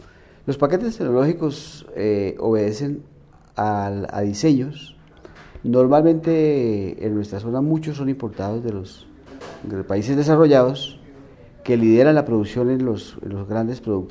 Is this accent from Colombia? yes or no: yes; Santander, Colombia; soy santandereano.